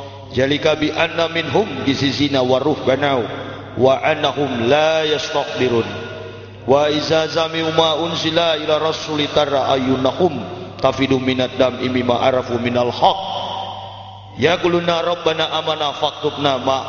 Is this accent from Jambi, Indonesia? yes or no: no; Manado, North Sulawesi, Indonesia; born there; saya dilahirkan di kota Manado pada tanggal 30 November tahun 1970.